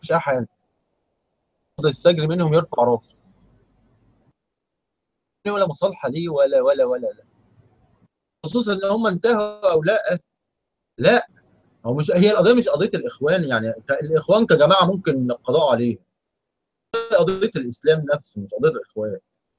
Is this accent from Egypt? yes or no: yes; Egypt; انا كمصري انا ماليش دعوه، انا ايه، انا كمصري انا متضرر ايه